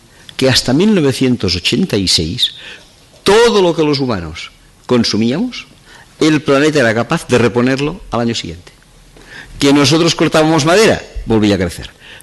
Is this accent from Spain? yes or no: yes; Catalonia, Spain; Yo soy catalán, me siento catalán, e incluso les diré que estoy algo orgulloso de ser catalán.